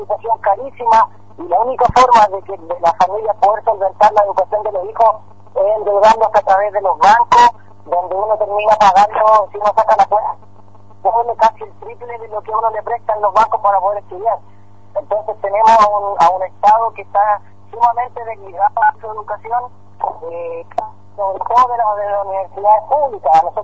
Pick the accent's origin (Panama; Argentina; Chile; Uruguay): Chile; esa es un poco la problemática que tenemos como estudiantes chilenos